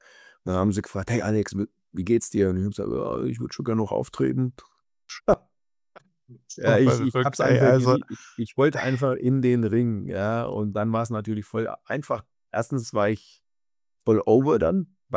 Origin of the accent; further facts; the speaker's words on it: Germany; Also es war mein Heimatland, ja, das ist was Besonderes.